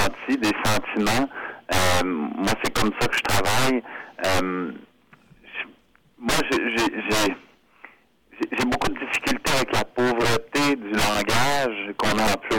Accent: Quebec City, Quebec, Canada; moved away; moi, je viens de Québec, ça fait longtemps que je suis parti, mais j'avais l'impression de me replonger dans ma ville natale

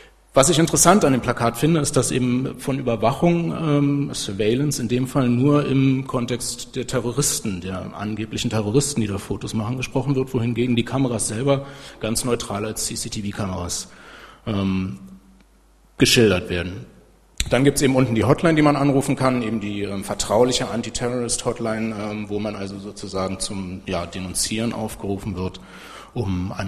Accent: Berlin, Germany; ich komme aus Berlin

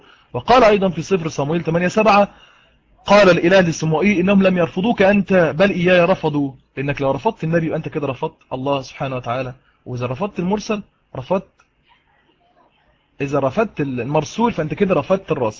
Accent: Egypt; أنا مصري وهو مصري

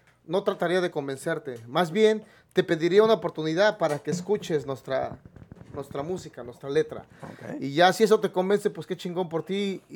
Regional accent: Mexico City, Mexico; yo la mitad de la infancia la pasé en el área de Xochimilco, Villacuapa... En el sur de la Ciudad de México, ahí enfrente del Estado Azteca. Ya después, más adelantito, ya nos fuimos a vivir a Valle de Chalco.

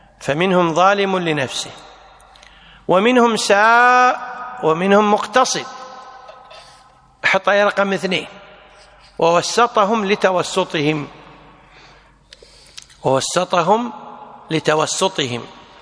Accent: Kuwait; العامة عندنا بالكويت يقولون الطيور طارت برزاقها

